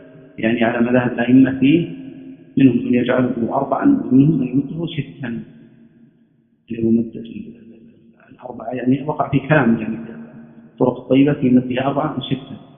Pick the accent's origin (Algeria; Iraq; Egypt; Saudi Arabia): Saudi Arabia; Najd; وهذا عادة كانت عندنا في نجد ما زالت